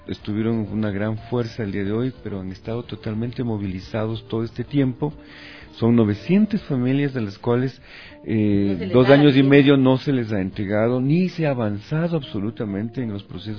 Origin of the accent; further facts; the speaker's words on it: Quito, Pichincha, Ecuador; firmes pero también alegres, porque así somos los quiteños de alguna manera.